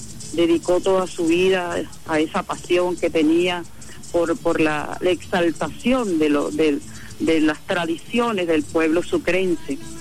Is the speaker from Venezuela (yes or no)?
yes; Venezuela; yo creo que es importante que nosotros como venezolanos hagamos el esfuerzo